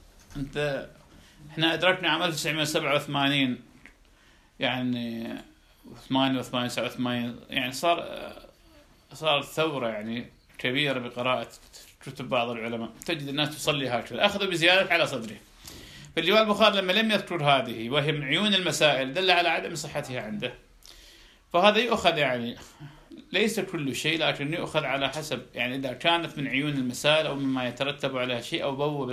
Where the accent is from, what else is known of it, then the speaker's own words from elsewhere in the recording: Iraq; كان عندنا بالعراق